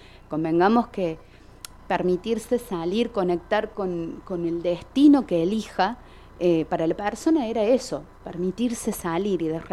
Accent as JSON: {"language": "Spanish", "town": "Quilpo", "region": "Córdoba", "country": "Argentina", "said": "Me estás hablando de esto porque soy de Quilpo"}